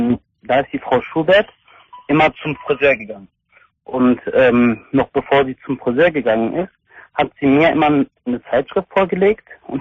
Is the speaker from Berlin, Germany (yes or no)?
no; Hilden, North Rhine-Westphalia, Germany; born there; Ich bin in Hilden geboren, das ist bei Düsseldorf.